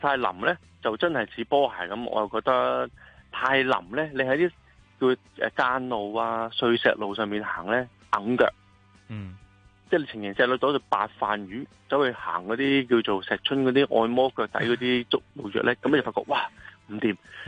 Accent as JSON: {"language": "Cantonese", "country": "Hong Kong", "said": "咁佢哋啲腳咧就同我哋香港人比較似啲"}